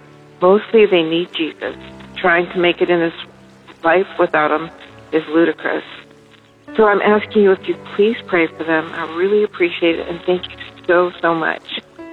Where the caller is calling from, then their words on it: Canada; from Canada